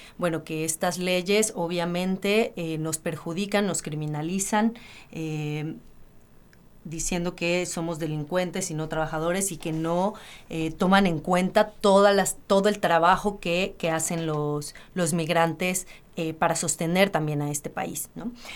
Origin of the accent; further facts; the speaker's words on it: Mexico; now in Argentina; Nosotros como mexicanos nos toca, bueno, muy, muy de cerca.